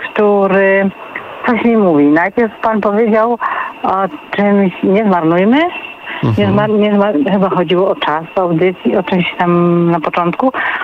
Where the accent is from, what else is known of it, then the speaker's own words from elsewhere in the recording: Greater Poland Voivodeship, Poland; Ja byłam bardzo pilną uczennicą, dzieckiem będąc, Wielkopolanka.